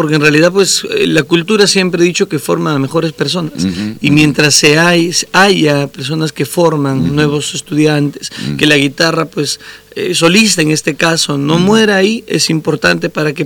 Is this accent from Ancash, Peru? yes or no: yes; Huaraz, Ancash, Peru; Yo vengo de la ciudad de Huaraz, del departamento de Ancash